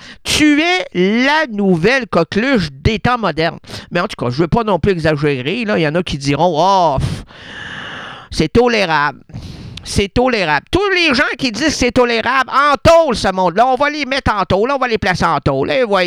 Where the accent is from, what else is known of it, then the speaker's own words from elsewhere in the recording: Quebec City, Quebec, Canada; parce que je suis un Québécois de Québec, de Laval.